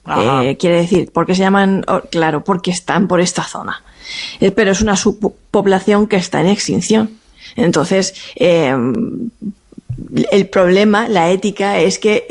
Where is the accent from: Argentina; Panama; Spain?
Spain; Monforte; en mi pueblo, en Monforte, decir, hacemos romería, que cada uno tira para su tierra